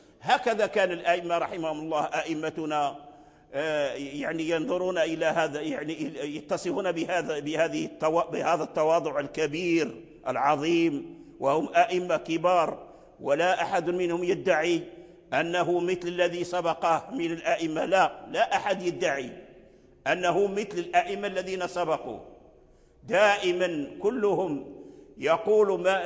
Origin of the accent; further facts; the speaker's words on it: Fez, Fès-Meknès, Morocco; لا أدعي يعني أن أحسن النطق بهذا الحرف، ولا أحد من بلدنا يعني يحسن النطق به، لا فاس ولا غيرها من البلاد